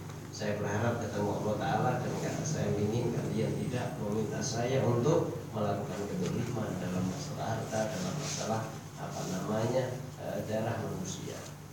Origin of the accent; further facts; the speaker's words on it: Jember, East Java, Indonesia; Ini kalau daerah saya di Jember itu daerah tembakau.